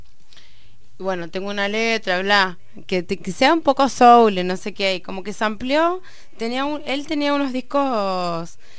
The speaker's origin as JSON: {"language": "Spanish", "region": "Buenos Aires", "country": "Argentina", "tie": "born or raised there", "also_born_or_lived": "Trelew", "said": "Me crié ahí, pero crecí acá."}